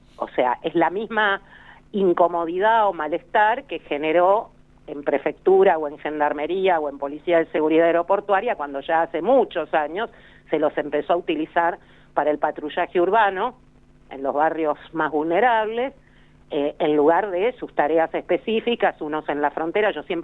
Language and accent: Spanish; Bahía Blanca, Buenos Aires Province, Argentina; born there; Yo nací en Bahía Blanca, así que sé de lo que estoy hablando.